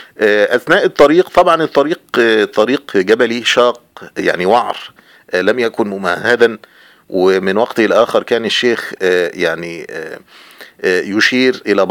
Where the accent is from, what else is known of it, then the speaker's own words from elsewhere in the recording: Egypt; والطريق أيضا ليس مستقيما وممهدا كحال الطرق عندنا في مصر